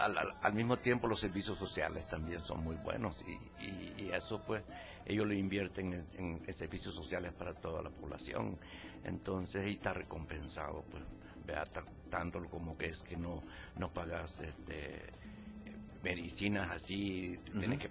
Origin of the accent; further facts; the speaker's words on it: Jucuapa, Usulután, El Salvador; Me descubrió en Jucuapa, yo soy de Jucuapa.